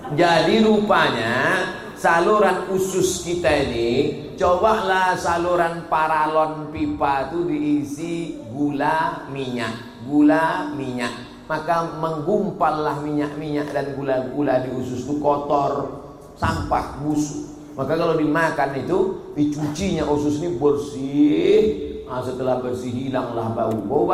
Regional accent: Kisaran, North Sumatra, Indonesia; asal kami dari Kisaran mau ke Medan, dari Medan mau ke Kisaran

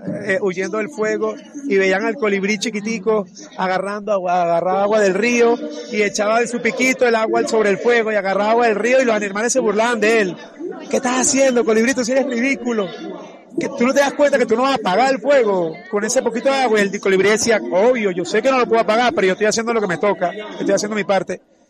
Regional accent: Venezuela; now in Uruguay; Eso nos ha hermanado también como venezolanos a decir, verga, por más diferencia que tengamos con el gobierno o entre nosotros

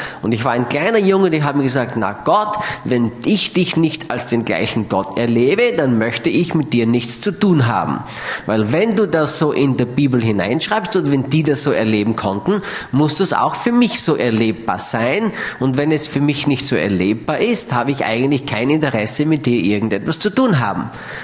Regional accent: Austria; ich fühle mich so richtig, wie man bei uns in Österreich schon so schön sagt, ich fühle mich so richtig sauwohl bei euch.

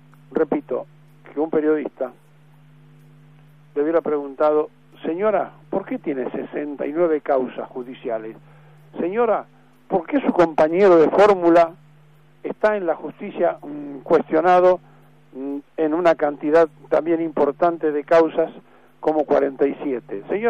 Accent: Argentina; seguiremos siendo sufrientes argentinos, hartos, cansados

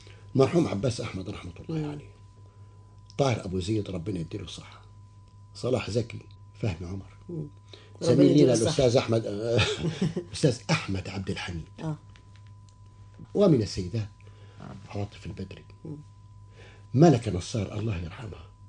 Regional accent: Upper Egypt, Egypt; also born or lived in Alexandria; قلت والله انا اصلي انا راجل من الصعيد وعشت طول عمري وحتى وانا طالب في اسكندريه بتكلم اللهجه بتاعتي وما حاولتش اني انا اغيرها

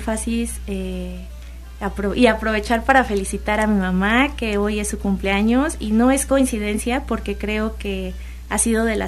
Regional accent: Orizaba, Veracruz, Mexico; Yo soy de Orizaba y entonces allá igual hay zonas ecológicas muy, muy bonitas.

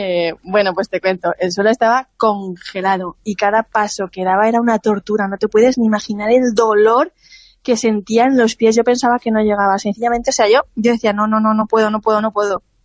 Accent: Alicante, Valencian Community, Spain; Yo, como buena alicantina, borracha y fina, pensaba que eso era cosa de los dibujos animados

